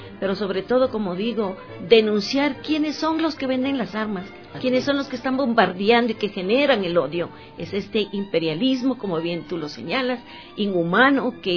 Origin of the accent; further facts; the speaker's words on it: Ecuador; Como ecuatorianas, pues